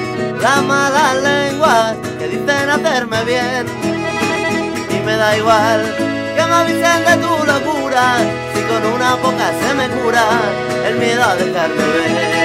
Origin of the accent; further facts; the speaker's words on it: Catalonia, Spain; nosotros venimos de Cataluña, que es la cuna de la rumba catalana.